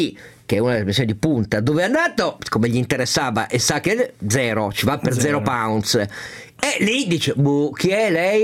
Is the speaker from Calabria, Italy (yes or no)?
no; Piedmont, Italy; anche perché io da piemontese prendo la mia